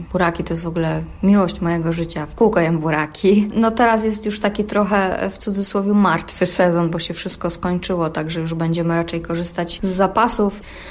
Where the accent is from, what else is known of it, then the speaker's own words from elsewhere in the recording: Silesian Voivodeship, Poland; Ja jestem ze Śląska, u nas się zawsze przechowywało na kredensie albo na szafie w sypialni, gdzie było najzimniej.